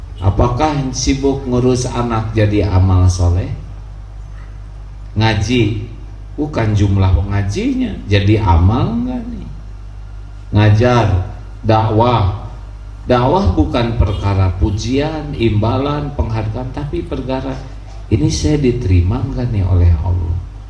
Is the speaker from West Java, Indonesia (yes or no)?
yes; Bandung, West Java, Indonesia; Saya dari Bandung, sedang kurang sehat.